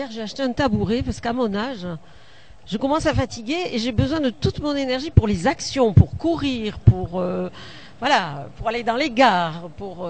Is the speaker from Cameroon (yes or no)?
no; Southern France, France; j'exagère, je suis méridionale, mais quand même